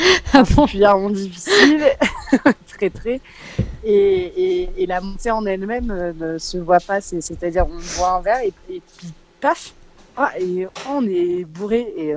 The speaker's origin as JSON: {"language": "French", "country": "France", "said": "le rapport qualité-cuite n'est pas le même que chez nous en France"}